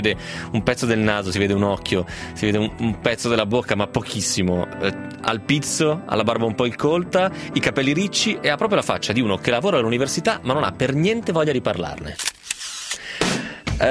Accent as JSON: {"language": "Italian", "town": "Pisa", "region": "Tuscany", "country": "Italy", "said": "e sono pisano, come dire, quindi deve essere bello davvero."}